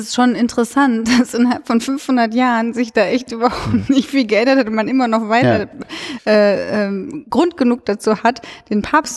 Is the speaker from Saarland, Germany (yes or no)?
no; Cologne, North Rhine-Westphalia, Germany; Ja, aber, das Witzige fand ich, also ich komme ja aus Köln und wir haben auch ein stadtgeschichtliches Museum und so.